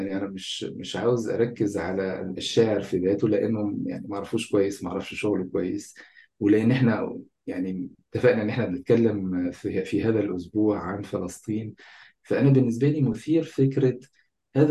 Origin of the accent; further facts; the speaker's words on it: Egypt; born there; يعني انا شايف انه مهم، بما انه انا اتولدت في مصر وبما انه ناس كتير مننا مصريين